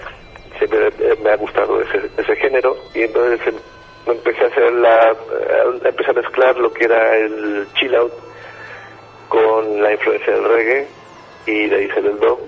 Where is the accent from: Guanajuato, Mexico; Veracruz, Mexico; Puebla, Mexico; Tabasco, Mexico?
Veracruz, Mexico; now in Playa del Carmen, Mexico; En Playa tengo como 4 años más o menos. Antes estaba en Veracruz, yo soy jarocho para toda la banda